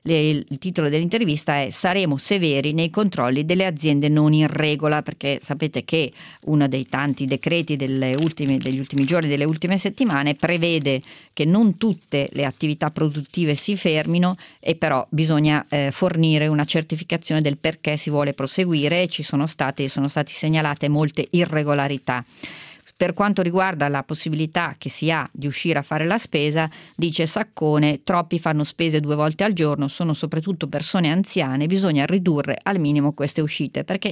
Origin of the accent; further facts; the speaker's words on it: Lombardy, Italy; Noi siamo in Lombardia, io sono lombarda e ho ormai compiuto 50 anni